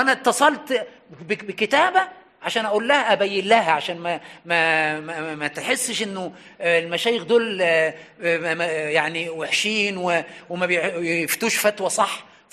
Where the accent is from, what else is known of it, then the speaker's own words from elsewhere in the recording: Egypt; وعندنا في مصر للأسف علقها في رقبة عالم وطلع سالم